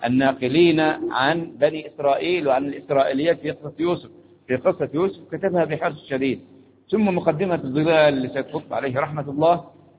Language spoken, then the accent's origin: Arabic; Egypt; قلنا احنا مصريين، فرحة هذه المصريين أهم وفرحانين بمصر بمصر